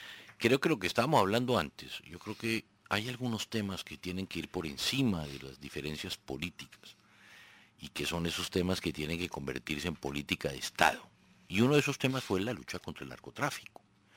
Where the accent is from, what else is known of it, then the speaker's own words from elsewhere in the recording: Colombia; así que llevamos nosotros más de 60 años de violencia en Colombia? Yo no he vivido un día en paz en mi país.